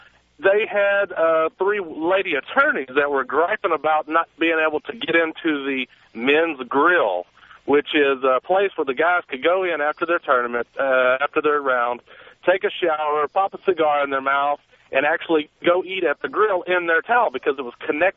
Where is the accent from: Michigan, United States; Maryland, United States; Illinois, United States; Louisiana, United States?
Louisiana, United States; I'm from Louisiana originally, and there's a country club called Eastridge Country Club there.